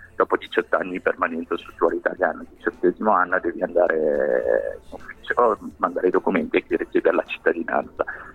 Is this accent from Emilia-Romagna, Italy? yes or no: no; Milan, Lombardy, Italy; Io sono nato qui in Italia, sono cresciuto a Milano e vivo tuttora a Milano.